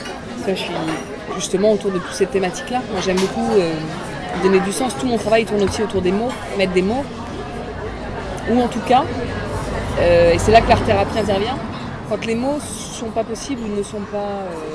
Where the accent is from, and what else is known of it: Réunion; born or raised there; also born or lived in Lorraine / Paris